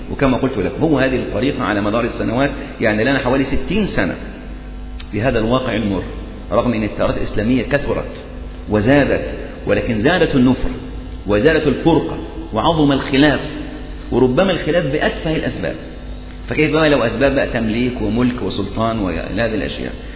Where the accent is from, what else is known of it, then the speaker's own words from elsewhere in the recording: Egypt; فنفس القضية يعني مثلا عندنا في مصر